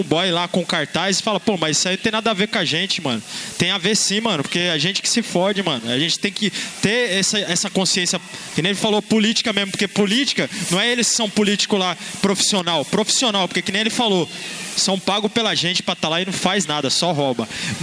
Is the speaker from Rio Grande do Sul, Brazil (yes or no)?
no; Mogi das Cruzes, São Paulo, Brazil; eu sou de Mogi das Cruzes, mas eu estava nas manifestações em São Paulo, tanto em junho, no ano passado, esse ano aí. Sou um cara da periferia